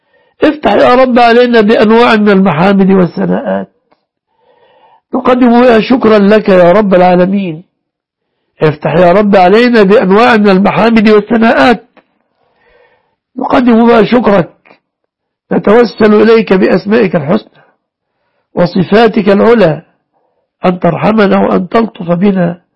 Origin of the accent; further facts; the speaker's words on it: Egypt; احفظ بلادنا مصر وسائر بلاد المسلمين